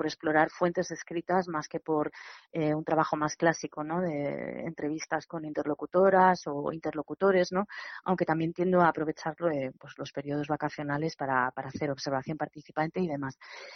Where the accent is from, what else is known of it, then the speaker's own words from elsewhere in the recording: Cantabria, Spain; now in Barcelona, Spain; Entonces, a mí me gusta decir que estoy lejos y no fuera, ¿no? Porque realmente pues no me siento fuera de Cantabria, ¿no?